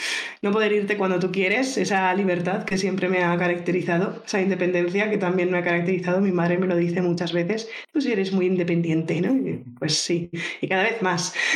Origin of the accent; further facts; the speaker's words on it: Barcelona, Catalonia, Spain; born there; Nací en Barcelona, me he estado moviendo de lado a lado, mudanzas por el trabajo de mi padre en un principio, por estudiar después luego yo, por querer vivir en otro país después